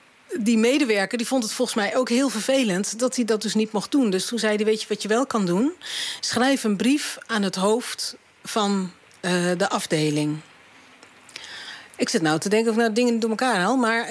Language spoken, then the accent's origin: Dutch; Dordrecht, South Holland, Netherlands; born there; Ik studeerde in die tijd in Utrecht. En we zijn in de auto gestapt en zijn naar Dordrecht gegaan, waar ik geboren ben.